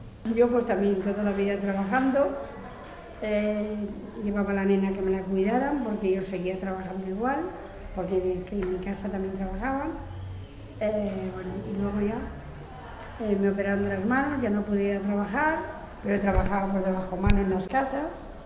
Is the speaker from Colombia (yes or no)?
no; Badalona, Catalonia, Spain; born there; Yo nací en Badalona, en la clínica del Carmen